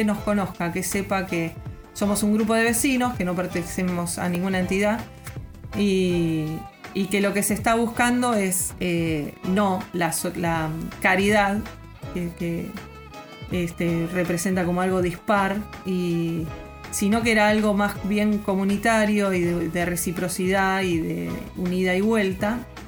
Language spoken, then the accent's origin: Spanish; Santa Clara del Mar, Buenos Aires Province, Argentina; soy de Santa Clara del Mar.